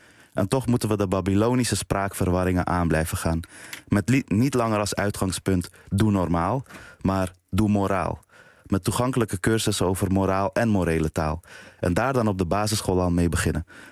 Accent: Amsterdam, North Holland, Netherlands; En ik kom ook uit Amsterdam-Noord.

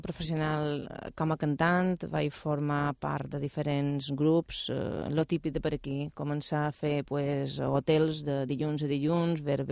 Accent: Balearic Islands, Spain; now in Mallorca, Spain; jo som menorquina, vaig néixer a Menorca i fa moltíssim any que estic afincada aquí a Mallorca.

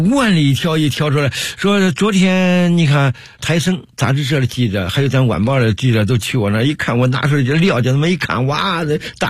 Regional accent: Henan, China; now in Beijing, China; 你想我是河南人做毛猴来到北京

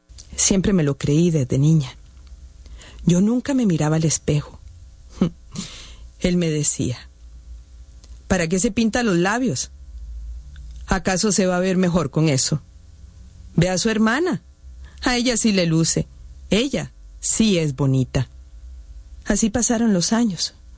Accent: San José, Costa Rica; born there; Nací en San José hace 57 años.

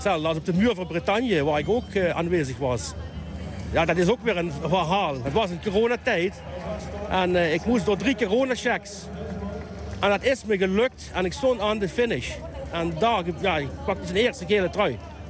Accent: Valkenburg, Limburg, Netherlands; Ik kom van Valkenburg.

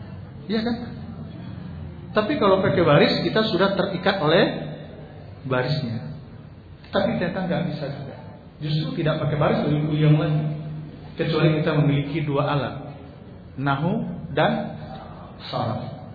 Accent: Sumatra, Indonesia; kami orang Sumatera kan enggak punya kiai, Pak.

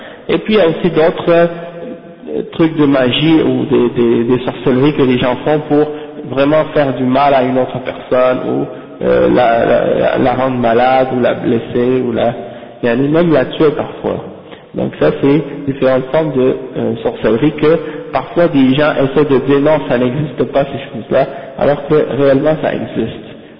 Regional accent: Haiti; comme par exemple chez nous en Haïti par exemple.

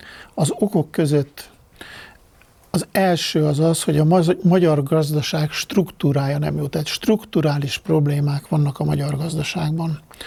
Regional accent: Hungary; én amit beleértem magamat is, mint magyar

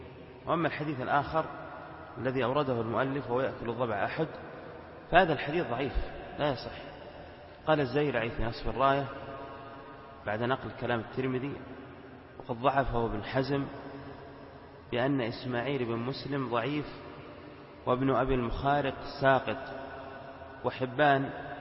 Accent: Al-Qassim, Saudi Arabia; في بعض القرى عندنا في القصيم تشتهر بوجود الضبع فيها ويأكلونها.

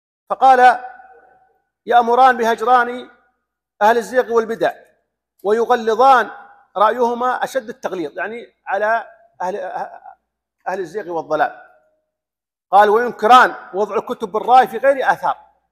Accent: Saudi Arabia; كان يقرأ عن الإلحاد هنا عندنا في السعودية

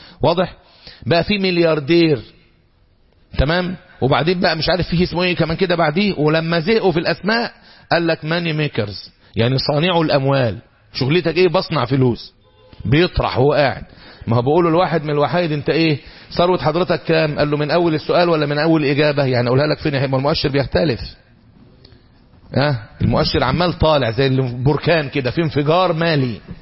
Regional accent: Egypt; الذهب عندنا في مصر مثلا دلوقتي

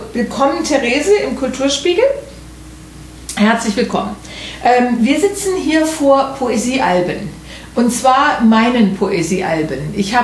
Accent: Wiesbaden, Hesse, Germany; Und das war dann in Wiesbaden, meiner Heimatstadt, also auch wo ich geboren bin und getauft bin und großgewachsen.

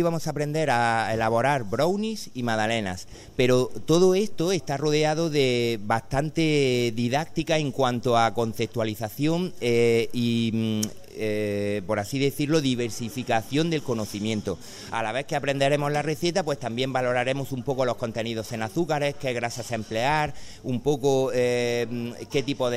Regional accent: Spain; pero como españoles siempre tenemos que arrastrar un poquito hacia nuestra parte el sentido de la receta.

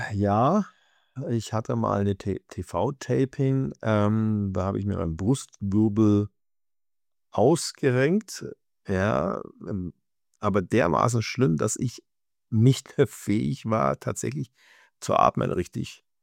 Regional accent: Germany; Also es war mein Heimatland, ja, das ist was Besonderes.

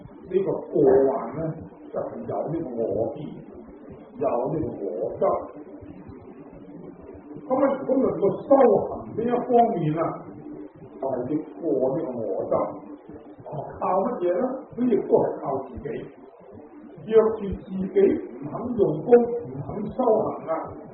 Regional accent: Guangdong, China; 我哋中意食油条啊，即系我哋广东人话叫油炸鬼。

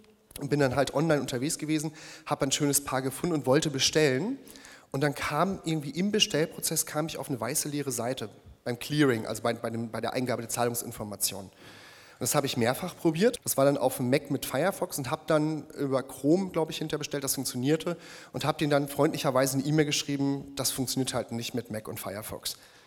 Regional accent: North Rhine-Westphalia, Germany; born there; Ich habe gerade eben schon erwähnt, gebürtiger Ostwestfale.

